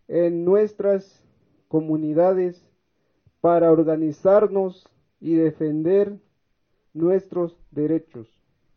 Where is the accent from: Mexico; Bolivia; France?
Mexico; San Cristóbal de las Casas, Chiapas; nosotros venimos de la comunidad de San Isidro del Locotal, CNI, municipio de San Cristóbal de las Casas, Chiapas